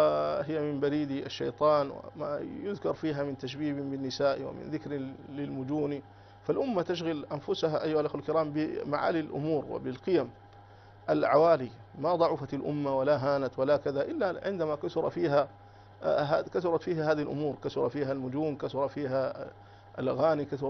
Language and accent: Arabic; Sudan; يعني يستلمه عندنا في السودان